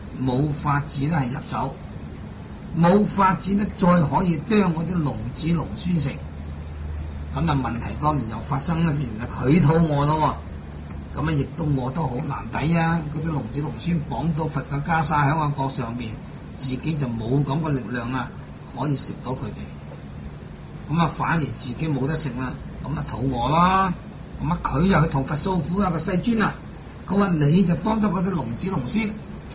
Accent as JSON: {"language": "Cantonese", "country": "Hong Kong", "said": "即是我哋香港人所講"}